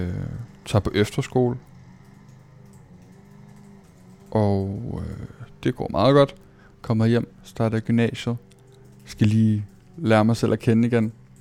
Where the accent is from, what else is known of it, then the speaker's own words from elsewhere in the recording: Copenhagen, Capital Region of Denmark, Denmark; født og opvokset i København, flyttet meget som barn